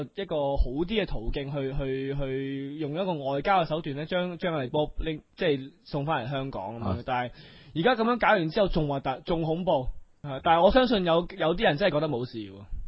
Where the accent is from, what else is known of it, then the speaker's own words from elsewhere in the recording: China; 我喺大陆咧就睇过好多城市，见到祖国非常之繁荣，我好欣慰，我觉得自己好自豪，作为一个中国人